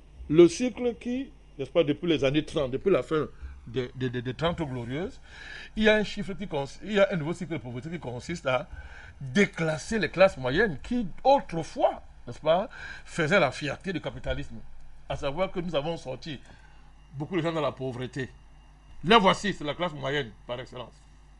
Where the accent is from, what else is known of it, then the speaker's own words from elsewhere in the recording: France; C'est moi, je suis français.